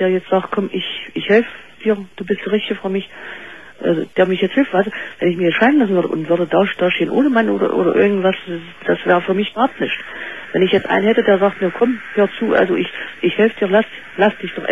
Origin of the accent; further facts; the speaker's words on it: East Germany, Germany; Wir kommen aus DDR, also Ex-DDR.